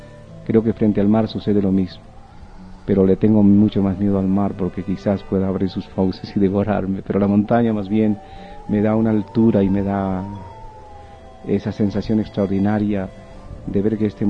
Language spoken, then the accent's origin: Spanish; Calca, Cusco, Peru; born there; soy pintor. Yo nací en el Valle Sagrado de los Incas, en Calca, un pueblito que tiene unas montañas fabulosas y un paisaje muy lindo. Ahí nací a las 5 de la tarde, más o menos.